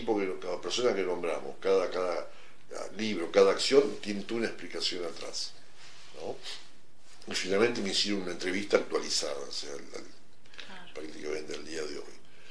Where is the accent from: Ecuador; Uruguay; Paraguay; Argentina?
Argentina; Entre Ríos; born there; moved away; mi padre me trae de Entre Ríos, yo nací en Entre Ríos, ¿no es cierto?, a Buenos Aires porque se fue a trabajar con Perón.